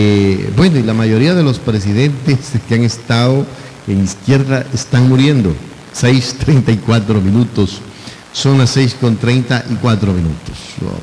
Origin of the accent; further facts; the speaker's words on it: Ecuador; vos sos de Argentina y yo soy de Ecuador.